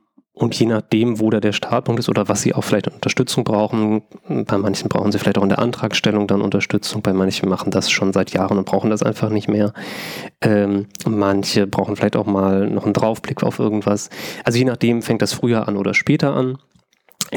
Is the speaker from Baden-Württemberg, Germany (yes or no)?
no; North Rhine-Westphalia, Germany; Ich komme aus Westfalen, also da sagt man Figurentheater.